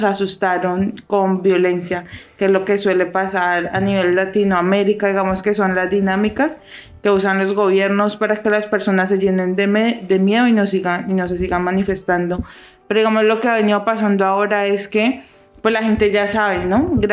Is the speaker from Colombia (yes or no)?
yes; Cali, Valle del Cauca, Colombia; yo que soy de Cali, recuerdo que en el 2019, en noviembre, precisamente iniciamos un paro nacional